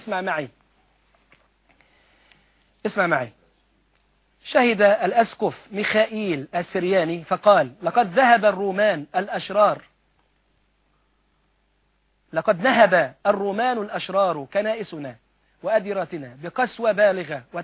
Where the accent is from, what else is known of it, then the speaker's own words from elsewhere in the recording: Egypt; مؤتمر الأديان اللي كان عندنا في مصر